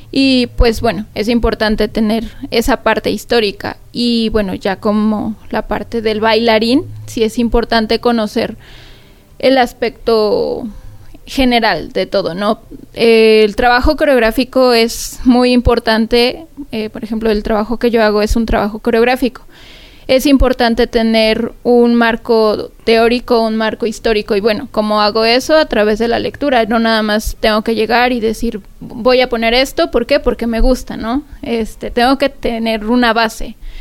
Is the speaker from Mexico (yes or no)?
yes; Mexico; como mexicanos también es importante saber la historia sobre la danza en México.